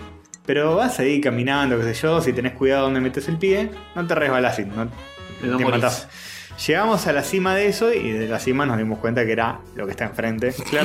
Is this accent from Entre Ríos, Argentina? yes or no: no; Buenos Aires, Argentina; Soy porteño y no sé nada.